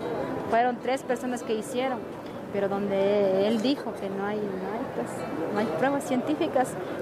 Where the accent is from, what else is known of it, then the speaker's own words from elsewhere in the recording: Alpuyecancingo de las Montañas, Guerrero, Mexico; Soy de la comunidad de Alpuyecancingo de las Montañas, municipio de Bocotzingo, Guerrero.